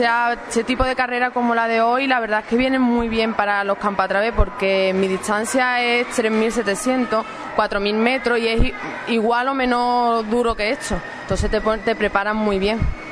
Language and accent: Spanish; Seville, Andalusia, Spain; yo soy de Sevilla